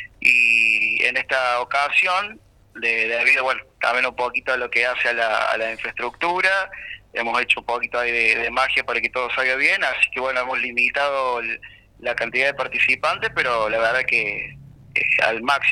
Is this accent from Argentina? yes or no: yes; Villa Allende, Córdoba, Argentina; Nuestra intención, como somos de acá de Villa Allende